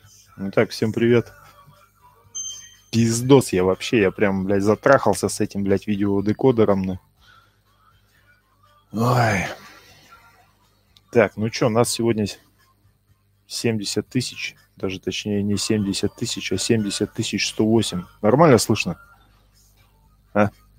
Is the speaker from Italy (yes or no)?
no; Ukraine; Да, я с Украины.